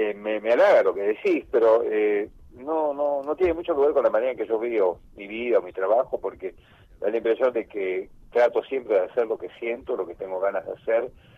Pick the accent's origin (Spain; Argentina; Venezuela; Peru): Argentina; Buenos Aires; Mirá, yo nací en Buenos Aires.